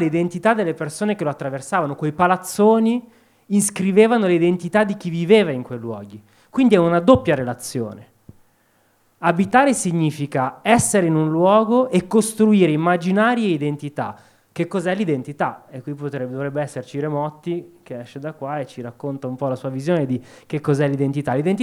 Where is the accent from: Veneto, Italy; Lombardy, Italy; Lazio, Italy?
Lombardy, Italy; Opera; io sono nato e cresciuto a Opera, un posto di merda, dove c'è soltanto il carcere, dove c'è piccola criminalità, disagio, e questa era Opera negli anni Ottanta